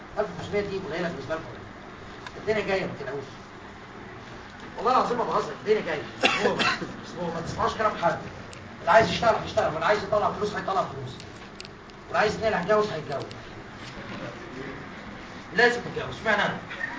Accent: Egypt; now in United States; قلت لهم اولاد الكلب عشان انا مصري

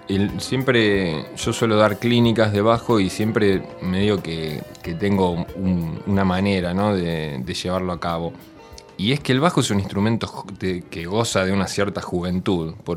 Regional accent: Buenos Aires, Argentina; El jardín lo hice en otra parte, un poquito más Parque Avellaneda, pero digamos, yo soy nací en Floresta y viví en Lugano y bueno, y curtí un poco flores y digamos, ese fue mi suburbio

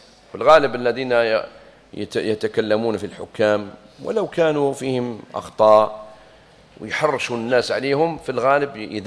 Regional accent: Algeria; جابنا الاستقلال في بلادنا الجزائر

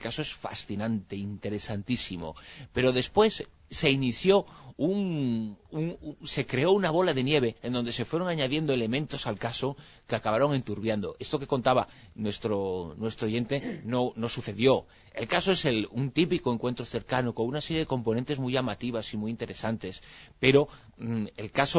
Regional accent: Spain; como español, sobre todo, ¿no? Como español y como persona que me siento mucho más afectada por el 11M que por el 11S

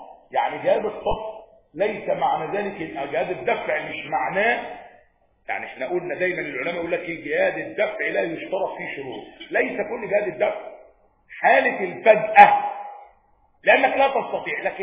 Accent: Egypt; احنا عندنا في مصر هنا يهود بيدخلوا بموجب المعاهده،

